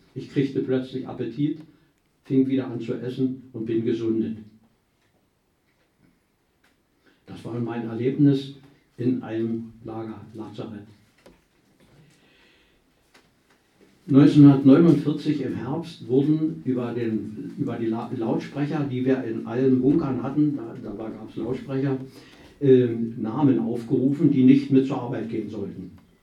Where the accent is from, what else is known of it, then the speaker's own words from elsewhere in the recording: Brandenburg, Germany; Jetzt stamme ich aus der Niederlausitz und da gibt es so ein Traditionsgericht, wie vielleicht über alle, Pellkartoffeln mit Quark und Leinöl.